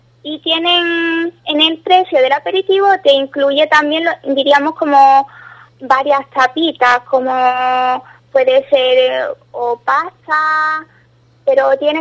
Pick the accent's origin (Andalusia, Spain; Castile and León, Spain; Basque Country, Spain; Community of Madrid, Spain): Andalusia, Spain; Ubrique; accent: Ubrique; now in Italy; Después, en solo dos días, me vuelve mi acento ubriqueño y vuelvo a hablar con el hijo y todas esas cosas.